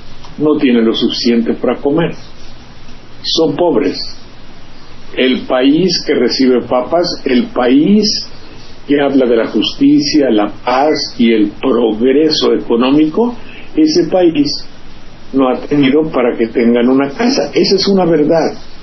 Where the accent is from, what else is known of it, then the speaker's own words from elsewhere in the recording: Banderilla, Veracruz, Mexico; Yo me acuerdo cuando vino un conjunto aquí, a mi pueblo, Banderilla, que se llama